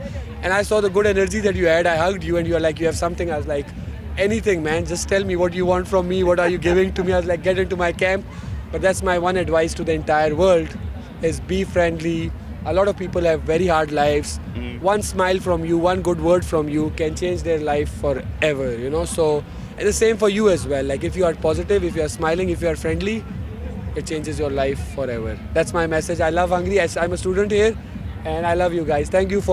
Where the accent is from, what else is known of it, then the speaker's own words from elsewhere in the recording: Pakistan; I'm from Pakistan.